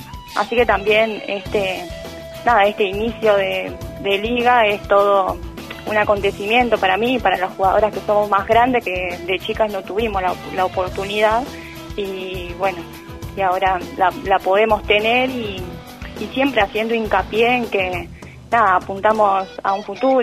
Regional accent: Pichi Huinca, La Pampa, Argentina; moved away as an adult; now in Santa Rosa, Argentina; Yo tengo 26 años, sí. Soy de Pichihuinca.

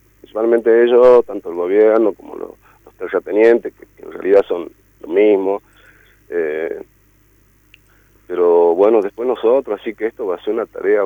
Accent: Jujuy, Argentina; yo nací acá en Jujuy, pero ya es parte de los valles, en la infancia tuve eso

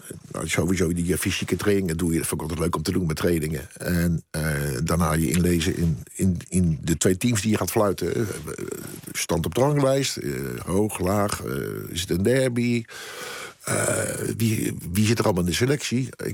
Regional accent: Scheveningen, South Holland, Netherlands; Ja, dat zat gewoon bij ons in Scheveningen zijn zo.

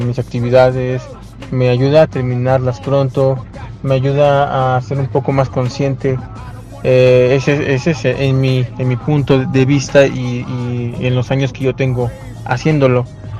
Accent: State of Mexico, Mexico; tengo 37 años, soy originario del Estado de México.

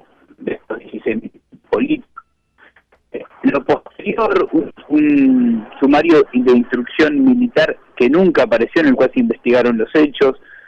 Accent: Trelew, Chubut, Argentina; porque soy oriundo de Trelew y participo activamente en este tipo de investigaciones

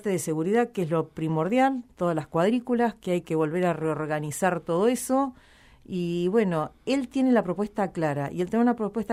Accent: Necochea, Buenos Aires Province, Argentina; que yo desde mi ciudad natal, desde Necochea, que hace unos años viviendo acá

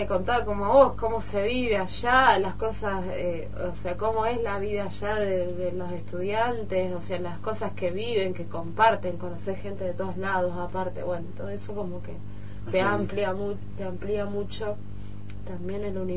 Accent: Rosario, Santa Fe, Argentina; Yo soy de Rosario en Rosario

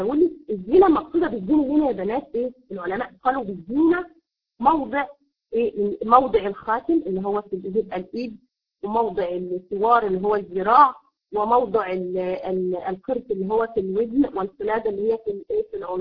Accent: Egypt; عندنا في مصر تقول لك ايه

